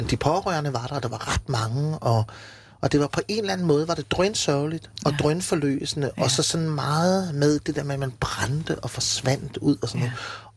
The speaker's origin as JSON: {"language": "Danish", "region": "Region of Southern Denmark", "country": "Denmark", "said": "jeg kommer jo fra Fyn, og du ved, er rimelig naiv"}